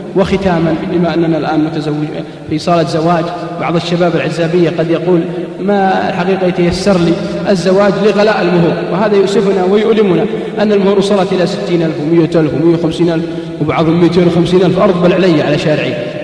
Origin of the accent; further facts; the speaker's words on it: Al-Qassim, Saudi Arabia; إذا صار مثلي أسمر عندنا بالقصيم يسمونه عبيد